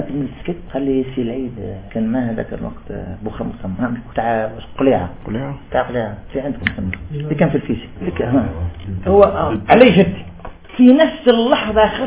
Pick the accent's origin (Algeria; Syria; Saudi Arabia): Algeria; وأنا في الجزائر صح صيدي أنا قريت جزائري